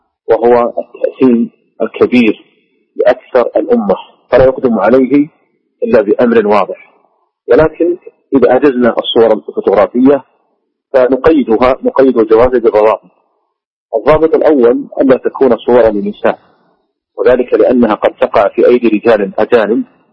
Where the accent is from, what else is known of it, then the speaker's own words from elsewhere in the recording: Saudi Arabia; قد كان الناس قديما عندنا في المملكة العربية السعودية كانوا يسمونها عكسا